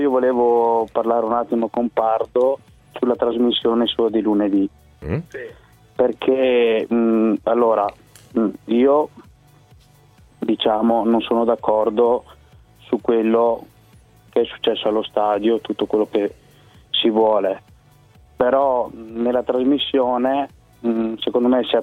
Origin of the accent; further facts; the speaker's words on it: Verona, Veneto, Italy; io a dire la verità sono di Verona e tipo il Verona